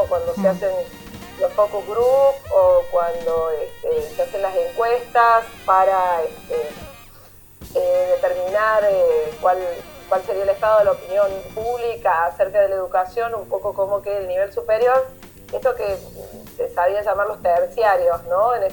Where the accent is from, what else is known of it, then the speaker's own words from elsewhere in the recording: Córdoba, Argentina; yo soy de Córdoba, vivo en las sierras